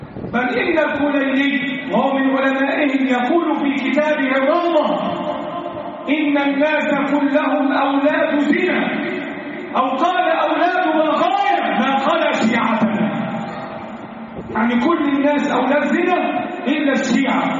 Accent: Egypt; اللهم احفظ بلدنا مصر من كل سوء.

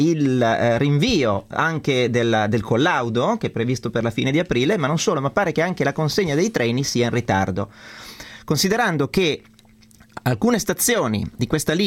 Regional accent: Milan, Lombardy, Italy; parlando da milanese, anche un po' imbruttito, no?

